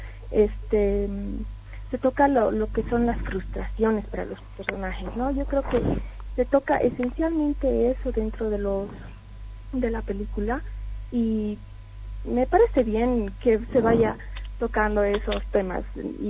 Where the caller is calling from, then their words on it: Villa Copacabana, La Paz, Bolivia; de Villa Copacabana.